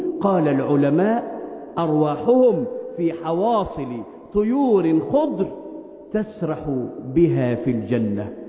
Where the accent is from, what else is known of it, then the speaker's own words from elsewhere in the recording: Egypt; اللهم احفظ بلادنا مصر من كل مكروه وسوء